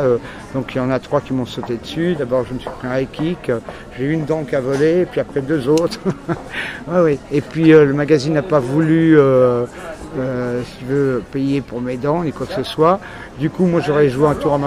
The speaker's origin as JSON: {"language": "French", "town": "Paris", "region": "Île-de-France", "country": "France", "also_born_or_lived": "Belgium", "said": "je suis d'origine parisienne, si tu veux, au départ, avec des origines ashkénazes et séfarades"}